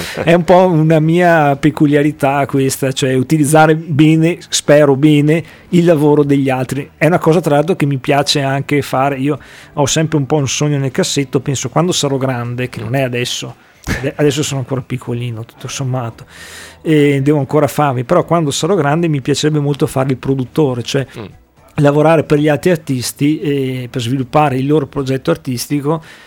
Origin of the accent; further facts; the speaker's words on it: Verona, Veneto, Italy; perché poi vengo da Verona e quindi nel negozio buono cittadino, potremmo dire.